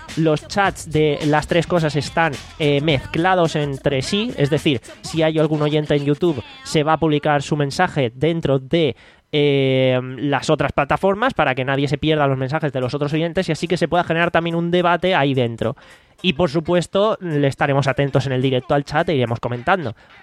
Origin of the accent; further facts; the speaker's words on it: Alicante, Valencian Community, Spain; si va a haber un evento por nuestra zona, que somos de Alicante, lo vamos a comentar